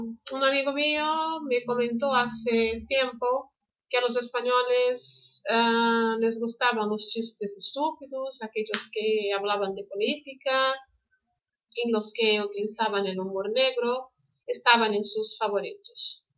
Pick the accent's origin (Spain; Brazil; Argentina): Brazil; Spanish is a second language; soy de Brasil. Aquí doy clases de español online presenciales desde hace 15 años